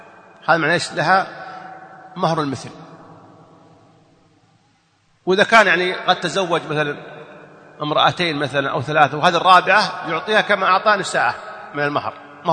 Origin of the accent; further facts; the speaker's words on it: Saudi Arabia; هو توفي عندنا في السعودية